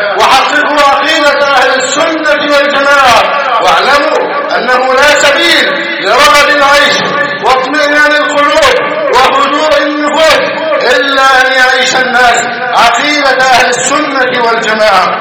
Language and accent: Arabic; Egypt; اللهم احفظ بلدنا مصر أمن أمانا